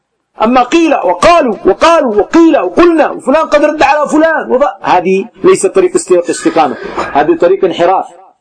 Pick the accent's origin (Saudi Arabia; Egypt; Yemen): Yemen; خاصة في بلدنا اليمن ما أمتحنه